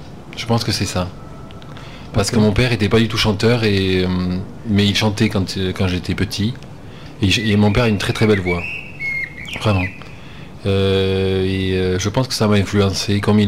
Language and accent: French; Montauban, Occitanie, France; born there; je suis né à Montauban, pas très loin d'ici, donc.